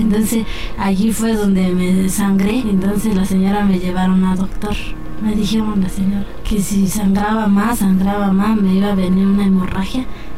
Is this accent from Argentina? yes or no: no; Oaxaca, Mexico; Soy de Oaxaca, Mazateca.